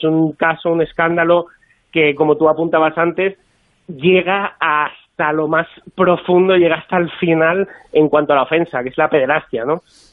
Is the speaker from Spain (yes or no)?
yes; Barcelona, Catalonia, Spain; Yo ahora me pillas en Barcelona, yo soy de Barcelona